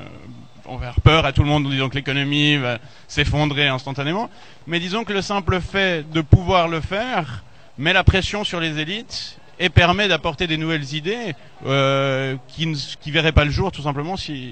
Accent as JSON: {"language": "French", "country": "Switzerland", "said": "Vous l'avez compris, je suis suisse."}